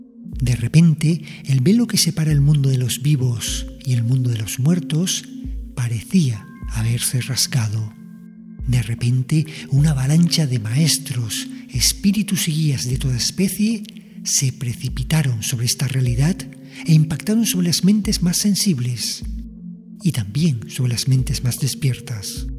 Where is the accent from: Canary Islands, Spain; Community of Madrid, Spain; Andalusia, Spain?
Canary Islands, Spain; Las Palmas de Gran Canaria; born there; en la misma ciudad donde yo también nací, en Las Palmas de Gran Canaria.